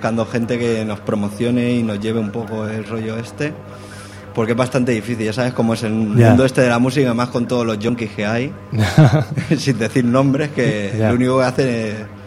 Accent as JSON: {"language": "Spanish", "town": "L'Hospitalet de Llobregat", "region": "Catalonia", "country": "Spain", "said": "salimos de Hospitalet, somos de Hospitalet."}